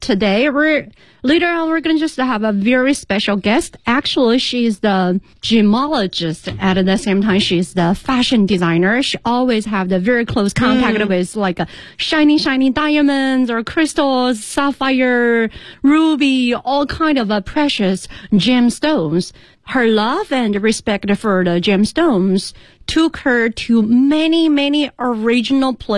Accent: Sichuan, China; English is a second language; because I came from Sichuan province.

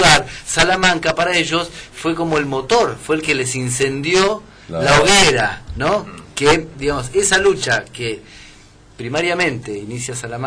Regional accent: Chaco, Argentina; yo vivía en el Chaco, yo soy chaqueño. Ajá. Vivía en el campo, no teníamos luz eléctrica. Ah. Era una zona rural sin luz eléctrica.

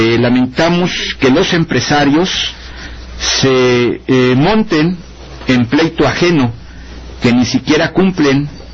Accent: Mexico; ¿Ustedes votaron nuevamente como mexicanos por el PRI? Pregunta. Yo no.

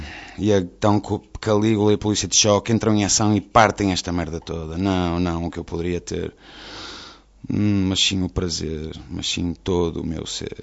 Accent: Portugal; moved away as an adult; Yo lo siento porque, claro, soy portugués. Yo no he salido de Portugal hasta los 19 años, es increíble

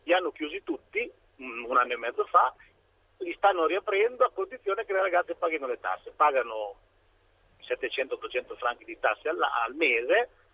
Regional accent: Varese, Lombardy, Italy; Io sono di Varese.

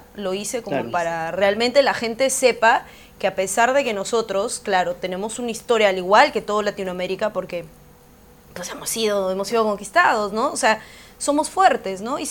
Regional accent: Huancayo, Junín, Peru; also born or lived in Callao; que yo he nacido en el Callao, pero me he criado desde mi primer año en Huancayo. Yo he adoptado toda su cultura, me siento orgullosa, donde voy siempre digo que soy de Huancayo.

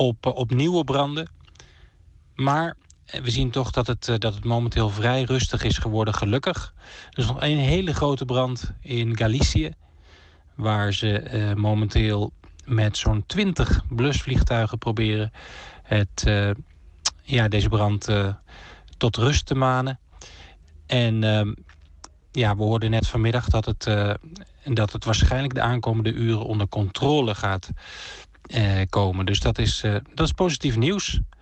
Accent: Netherlands; now in Barcelona, Spain; Als Nederlanders hier in Barcelona, in mijn geval.

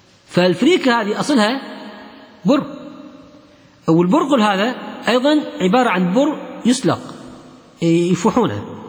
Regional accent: Kuwait; حتى الخبز الإيراني عندنا في الكويت هذا غير قابل للتسخين

